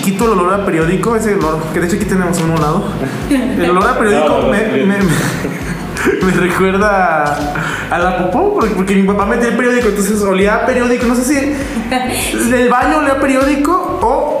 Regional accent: Celaya, Guanajuato, Mexico; born there; Yo nací en Celaya.

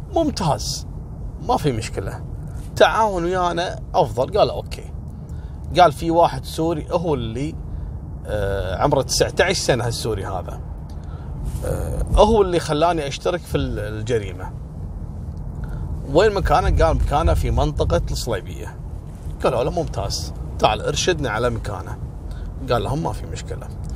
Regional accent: Kuwait; لأن هذا الموضوع وصل لأعلى مستويات عندنا في الكويت

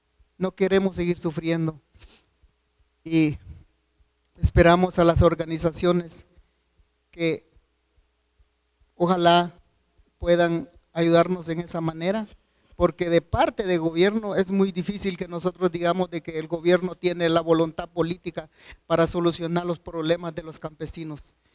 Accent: Guatemala; Y ahora que vengamos al lado de Guatemala y no nos tomen en cuenta, y somos guatemaltecos.

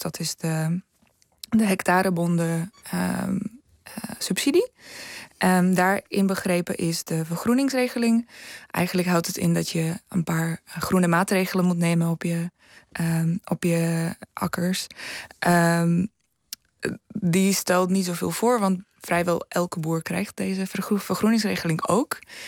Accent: Slovakia; Dutch is a second language; now in Netherlands; Ja, ik kom zelf niet uit Nederland, namelijk ik kom uit Slowakije. We hebben heel veel bergen

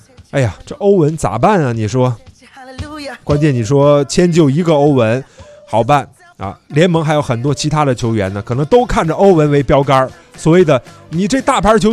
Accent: China; 我们中国人讲究说，哎，属牛的特别倔

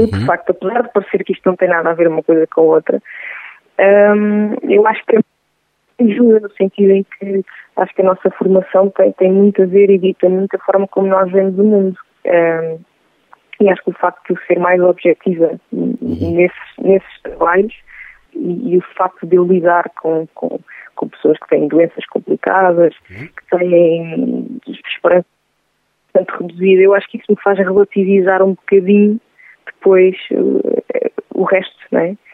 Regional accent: Centro, Portugal; eu como nascida e criada na Beira Interior

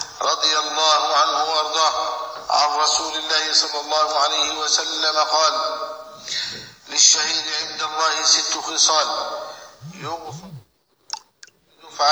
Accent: Egypt; ماذا يريد هؤلاء من بلدنا مصر ومن ولاتها

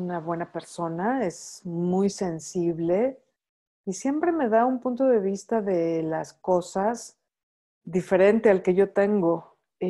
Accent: Mexico City, Mexico; nací aquí en la Ciudad de México y ser mexicana es algo que me define

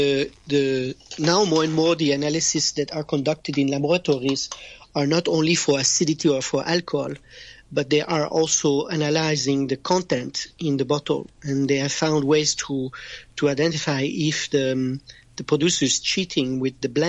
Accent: France; accent: French; I'm sorry, my French accent, it always comes in the way. It's the thick tongue of a Frenchman.

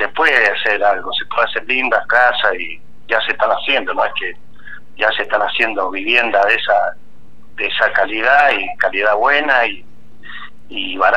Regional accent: Agrelo, Mendoza, Argentina; yo nací casi, me criaba en Agrelo y Pedir y Huasteche, en esa zona.

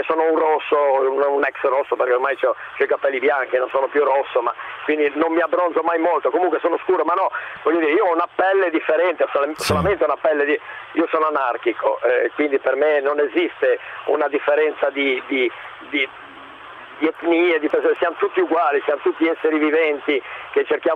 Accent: Liguria, Italy; ma io che vendo sono di Borcio, perché sei comunque sempre un piccolo paese, ma è della Liguria.

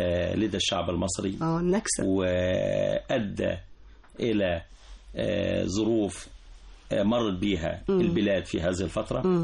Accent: Tazmant al-Gharbiya, Beni Suef Governorate, Egypt; من بني سويف أصلا، من بني سويف، وما زلت بعتز ان انا من بني سويف، بل بالاكثر من ذلك ان انا من احدى قرى مركز بني سويف، وهي قريه تزمنت الغربيه مركز بني سويف.

